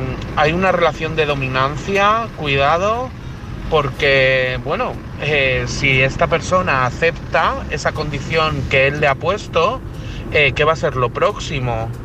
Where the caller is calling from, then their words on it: Madrid, Community of Madrid, Spain; de Madrid.